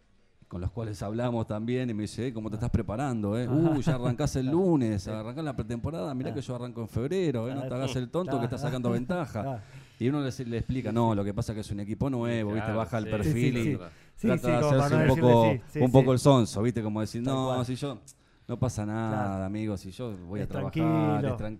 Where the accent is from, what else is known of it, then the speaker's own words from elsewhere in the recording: Argentina; nosotros como argentinos pretendemos que nuestra selección